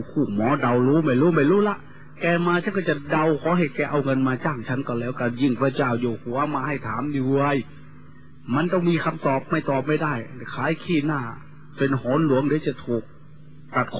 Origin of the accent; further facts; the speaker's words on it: Isan, Thailand; โดยเฉพาะพี่น้องชาวอีสานเราทุกข์ยากลำบากกว่าชาติอื่นทุกอย่างลำบากกว่าแหล่งอื่นที่สุด